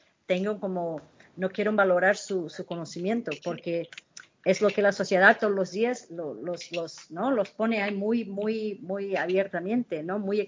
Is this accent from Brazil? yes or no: yes; Brazil; Spanish is a second language; Yo, como brasileña, tengo que controlar mi tristeza